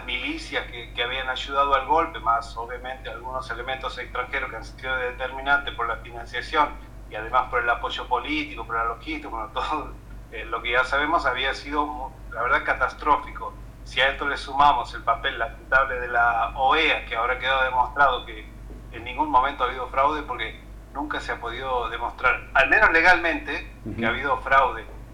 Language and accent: Spanish; Argentina; nosotros como argentinos hacemos el porte en 2015